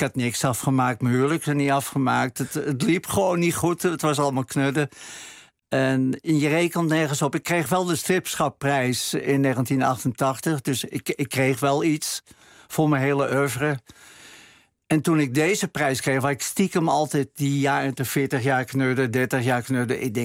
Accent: Amsterdam, North Holland, Netherlands; Ik kom uit Amsterdam-Oost, waar niks mee zat. Echte klotenbuurt.

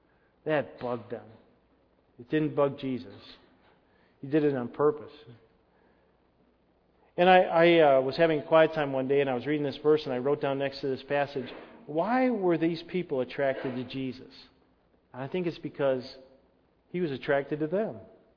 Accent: Illinois, United States; An elephant gun? I grew up in Illinois.

